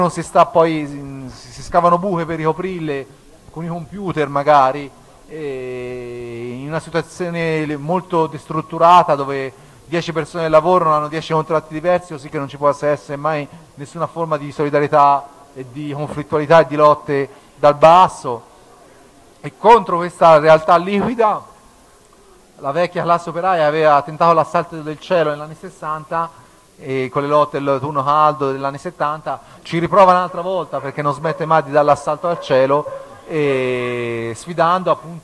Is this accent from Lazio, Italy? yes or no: no; Tuscany, Italy; io sono originario dell'Alta Maremma, lì c'è ancora la poesia estemporanea ottava rima che a volte pastori e contadini fanno